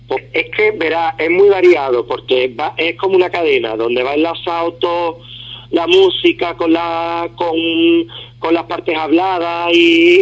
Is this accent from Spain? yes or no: yes; Ubrique, Andalusia, Spain; moved away; lo que voy a hacer es un pregón para mi pueblo. Vivencias que yo he tenido de pequeño. El hecho de estar fuera